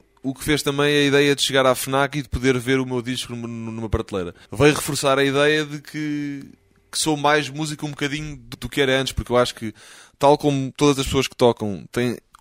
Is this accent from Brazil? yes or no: no; Portugal; às vezes eu digo que venho de Portugal